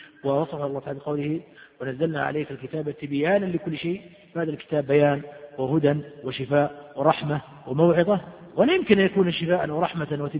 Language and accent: Arabic; Riyadh, Riyadh Province, Saudi Arabia; وعندنا في الرياض ممن في قلوبهم مرض أو ممن انتكسوا